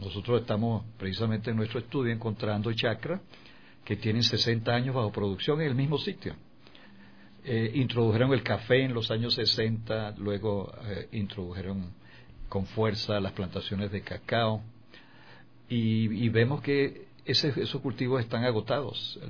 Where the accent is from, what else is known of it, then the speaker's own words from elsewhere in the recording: Mérida, Venezuela; moved away as an adult; now in Ecuador; No, soy de los Andes de Mérida.